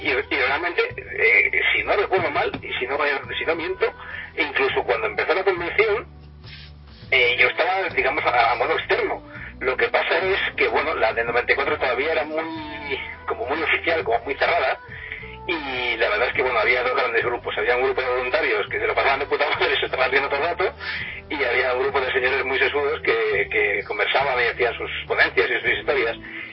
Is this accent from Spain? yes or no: yes; Burjassot, Valencian Community, Spain; yo soy de Burjasot, entre comillas. Yo vivía en Burjasot